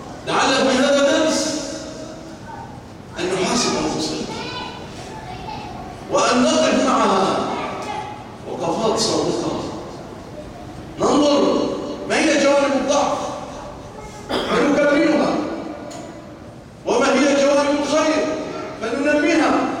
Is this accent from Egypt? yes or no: yes; Egypt; اللهم اجعل بلادنا مصر آمنة مطمئنة، وسائر بلاد المسلمين